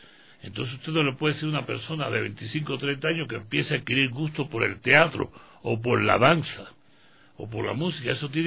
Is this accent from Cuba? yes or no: yes; Cuba; now in Ecuador; no soy ecuatoriano. Soy